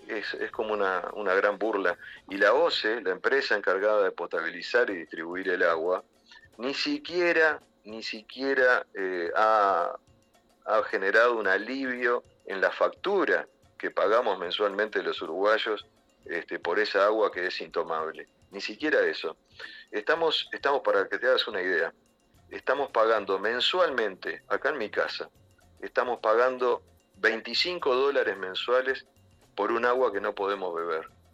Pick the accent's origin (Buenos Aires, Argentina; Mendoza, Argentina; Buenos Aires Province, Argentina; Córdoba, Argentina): Córdoba, Argentina; moved away; ni bien pueda voy a volver a Córdoba. Es para mí es mi tierra, no es visitar otro país ir a Córdoba, ¿no? Es visitar parte de mi tierra.